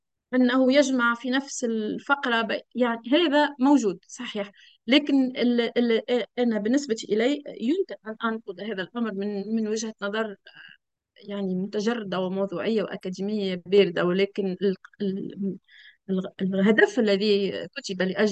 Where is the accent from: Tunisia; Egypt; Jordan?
Tunisia; أنه يشبه كثيراً بعض المرجعيات عندنا في تونس في المسألة هذه